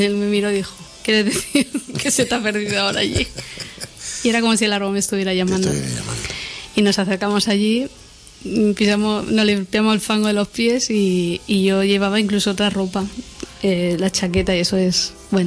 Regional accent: Jerez de la Frontera, Andalusia, Spain; born there; now in Sabadell, Spain; Yo soy nacida en Jerez de la Frontera.

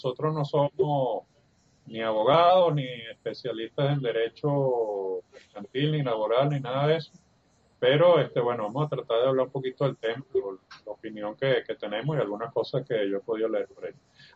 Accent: Venezuela; Como somos expertos los venezolanos, hemos visto eso una y otra vez aquí en nuestra moneda

